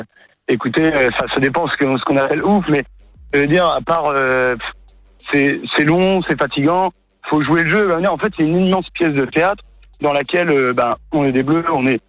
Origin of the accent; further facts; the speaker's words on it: France; now in Liège, Belgium; Moi je suis français, je suis étudiant à Liège.